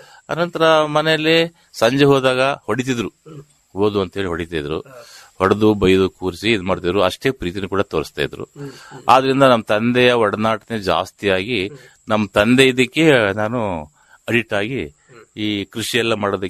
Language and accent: Kannada; Arakalagudu, Karnataka, India; ನಮ್ಮ ಊರು ಅರಕಲಗೂಡು, ಅರಕಲಗೂಡು ಟೌನ್.